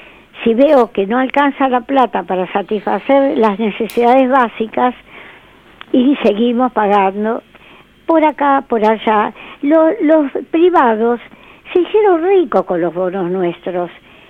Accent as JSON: {"language": "Spanish", "country": "Argentina", "said": "Quiero como argentina aportar."}